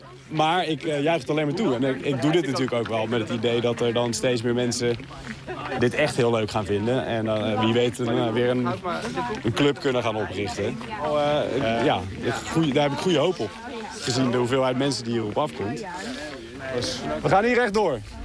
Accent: Waterland, North Holland, Netherlands; En voor de rest, ik kom uit Waterland, dus daar hebben we ook altijd op de vogels gelet.

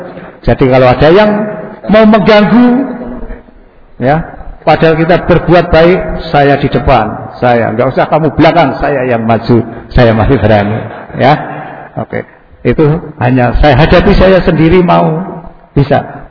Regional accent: Bantul, Special Region of Yogyakarta, Indonesia; moved away; saya asli orang Jawa, jadi bahasa campur juga bisa, walaupun sejak 88 saya dinas di Kalimantan, Sulawesi, Jakarta, tapi saya isih gerado-gerado masih bisa bahasa Jawa. Karena aslinya saya mengkong Bantul.

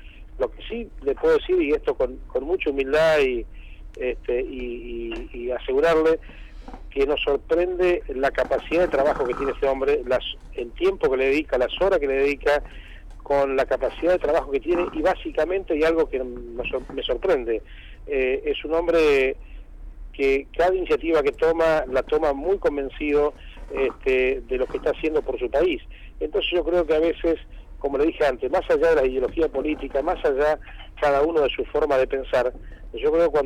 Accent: Argentina; más me gustaría hablarle como argentino

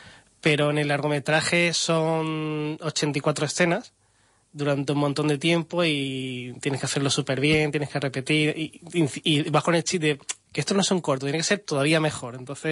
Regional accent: Málaga, Andalusia, Spain; now in -; vosotros sois españoles, sí, ¿no? Somos de Málaga, y nosotros también. ¿De dónde? Del Puerto de la Torre.

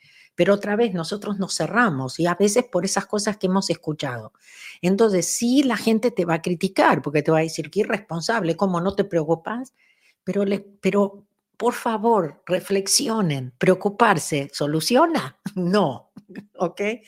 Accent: Argentina; Yo me acuerdo que cuando era chica en Argentina

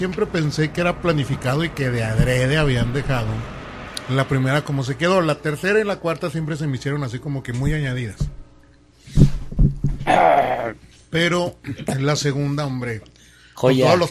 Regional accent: Mexico; porque como somos rancheros mexicanos.

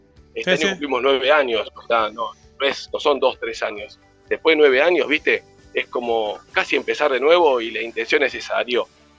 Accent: Buenos Aires, Argentina; Yo soy de Capital Federal.

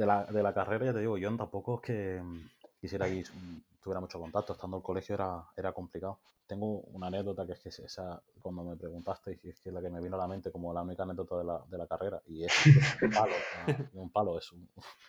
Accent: Canary Islands, Spain; es que soy de Tenerife

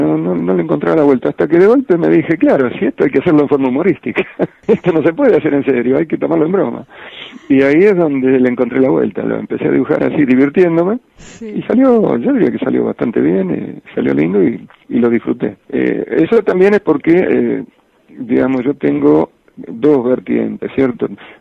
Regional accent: Villa Ramallo, Buenos Aires Province, Argentina; moved away as an adult; Mi primer trabajo se demoró un poco ante mi llegada a Buenos Aires. O sea, yo llego a los 18 años y reboto entusiastamente en varias editoriales con los dibujos que traía de mi pueblo, que es Villa Ramallo.

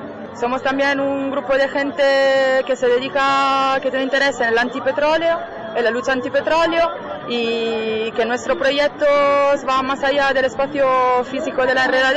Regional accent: Canary Islands, Spain; que al fin y al cabo solo voy a estar 9 meses aquí, que soy Gran Canaria, que tengo mis privilegios de española documentada y demás

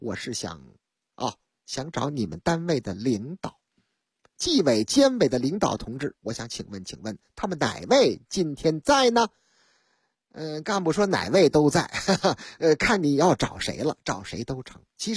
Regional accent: Shanghai, China; 头段时间这事情实际上发生在上海啊，俺的老家上海。

